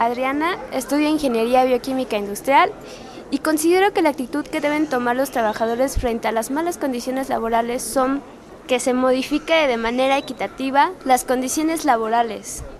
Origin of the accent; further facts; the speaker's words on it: Mexico; lo que queremos como mexicanos.